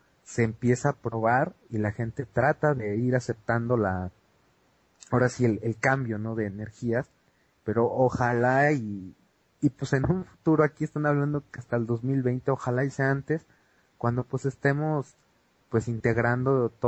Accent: Mexico; todos los candidatos ahorita a presidentes en mi país, en México

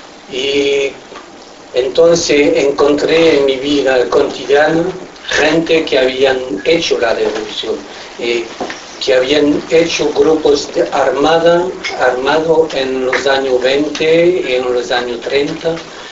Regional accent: Toulouse, Occitania, France; Spanish is a second language; Nací en Toulouse, 16 años, antes del 68.

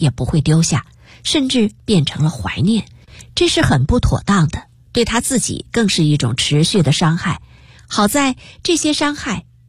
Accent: Taiwan; also born or lived in United States; 我出生在美国，回台湾后由于老爸不喜欢台湾，所以坚决不给我办台湾户口

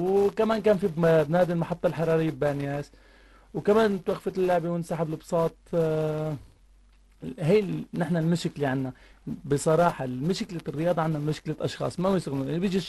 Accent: Tartus, Tartus Governorate, Syria; نحن كثير محافظات عندنا بطرطوس كثير الاهالي بشجعوا بناتهم يلعبوا رياضه

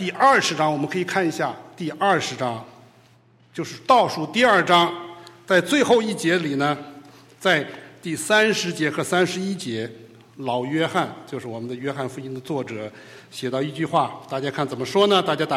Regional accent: Beijing, China; now in United States; 我是北方人，我是北京人，所以我爱吃面

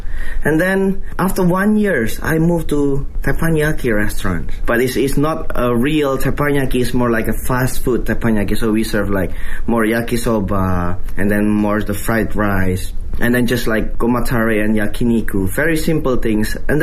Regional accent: Indonesia; English is a second language; I was born in Indonesia. I'm originally Indonesian, but my father's have a background from south of China. So actually my grandfather was born in Fuzhou.

